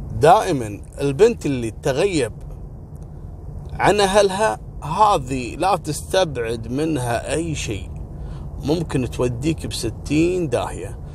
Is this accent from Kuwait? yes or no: yes; Kuwait; طبعا قضية خطف احنا عندنا في الكويت معروفة القصة هذه